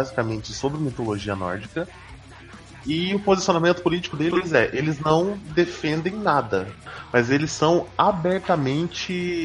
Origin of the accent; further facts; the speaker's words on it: Minas Gerais, Brazil; Não, sou de Minas.